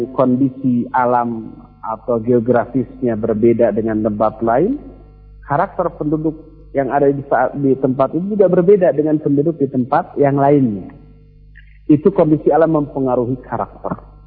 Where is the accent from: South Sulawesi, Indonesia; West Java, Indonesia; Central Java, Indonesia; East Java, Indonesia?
West Java, Indonesia; Bandung; kita orang Bandung di sini, rata-rata kesannya lembut, lunak, lili, begitu ya.